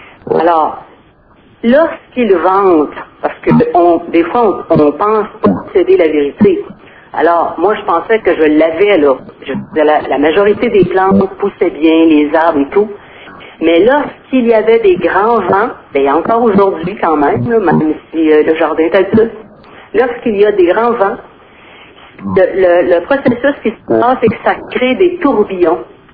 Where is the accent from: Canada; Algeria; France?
Canada; Malartic, Quebec; J'étais tellement fière de dire, nous autres, chez nous, à Malartic